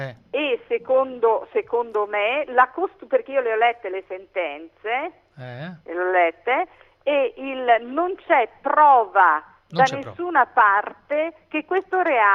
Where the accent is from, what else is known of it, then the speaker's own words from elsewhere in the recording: Veneto, Italy; essendo io veneta e non napoletana.